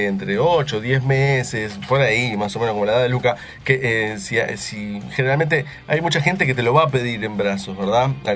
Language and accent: Spanish; Uruguay; Vos decís que pensarán que todos somos los uruguayos seamos iguales.